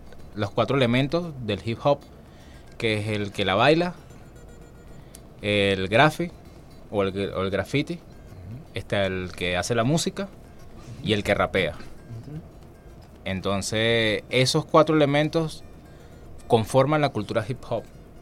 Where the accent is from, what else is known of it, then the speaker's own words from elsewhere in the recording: Valencia, Carabobo, Venezuela; De Valencia.